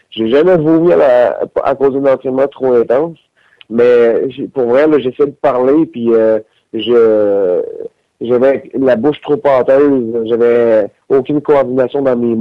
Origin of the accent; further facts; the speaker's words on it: Victoriaville, Quebec, Canada; Je pourrais dire non parce que je viens de Victoriaville